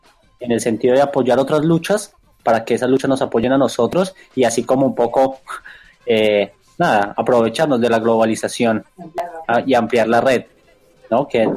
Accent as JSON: {"language": "Spanish", "country": "Colombia", "lives_now": "Argentina", "said": "nosotros como colombianos o acá en Argentina"}